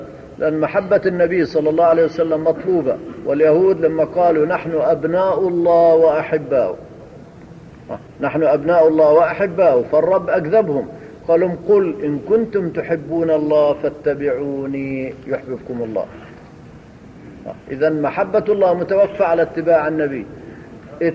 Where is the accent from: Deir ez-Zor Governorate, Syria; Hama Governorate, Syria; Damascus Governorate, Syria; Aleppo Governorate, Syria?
Hama Governorate, Syria; حصلت عندنا في قرية من قرى حماة